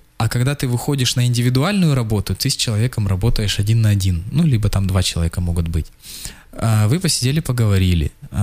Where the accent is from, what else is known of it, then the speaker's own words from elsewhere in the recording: Khakassia, Russia; Но я сам из Хакасии. Нигде такого разнотравия нет, как в хакасских степях